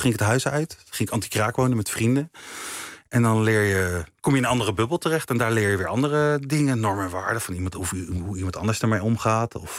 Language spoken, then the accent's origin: Dutch; The Hague, South Holland, Netherlands; Ik ben opgegroeid in Laakkwartier in Den Haag. Een volkse wijk.